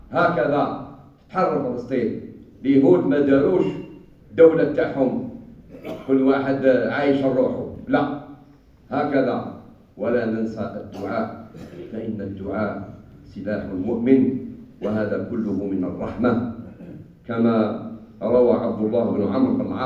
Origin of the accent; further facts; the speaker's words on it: Algeria; والحمد لله في بلدنا الجزائر تبرعات قوية على مستوى الدولة ومستوى الشعب